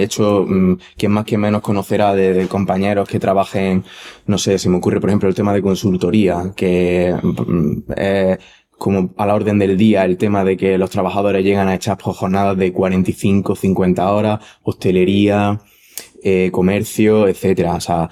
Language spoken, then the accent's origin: Spanish; Granada, Andalusia, Spain; soy de aquí de Granada.